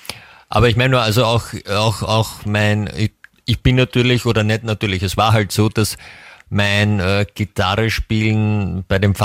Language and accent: German; Austria; bei uns in Österreich kann man ja auch meistens früher gehen.